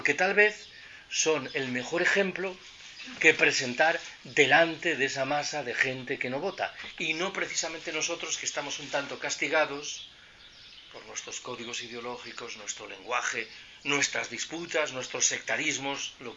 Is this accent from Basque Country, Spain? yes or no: no; Galicia, Spain; Yo soy gallego. En Galicia se dice de eso de Betanzos.